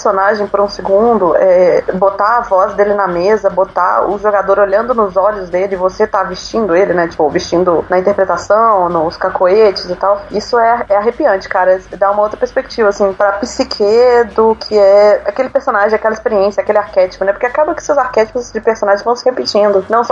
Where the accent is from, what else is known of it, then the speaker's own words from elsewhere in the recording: Belo Horizonte, Minas Gerais, Brazil; eu sou de Belo Horizonte. É, eu estudei lá tanto na Federal de Minas Gerais quanto na Estadual.